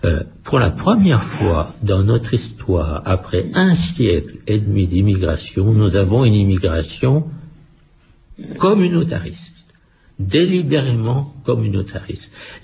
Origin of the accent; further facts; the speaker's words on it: France; je trouve qu'en tant qu'Européen, notre responsabilité était quand même un peu en cause et en tant que Français, davantage.